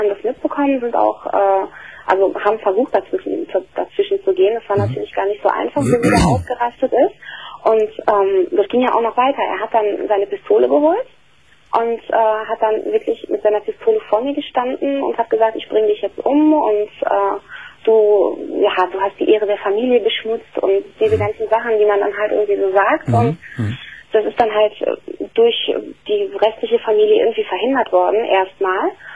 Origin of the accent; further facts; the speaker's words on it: Germany; ich bin hier geboren und auch hier aufgewachsen